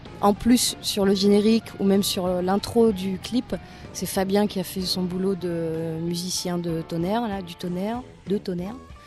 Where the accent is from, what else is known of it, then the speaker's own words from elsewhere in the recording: Roubaix, Hauts-de-France, France; je venais de Roubaix. Et en fait, Roubaix, qui est une ville hyper prolo, je suis fille d'ouvrier, enfin voilà, c'est vraiment dans le nord, et puis c'est vraiment les usines. Et en fait, j'ai grandi dans un quartier qui s'appelait les Trois Ponts, à Roubaix.